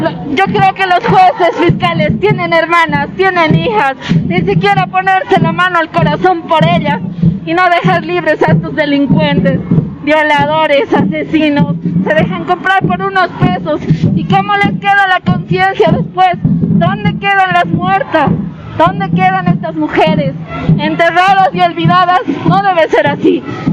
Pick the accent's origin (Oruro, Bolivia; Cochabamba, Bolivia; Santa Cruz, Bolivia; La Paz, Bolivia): La Paz, Bolivia; De La Paz, de la ciudad de La Paz.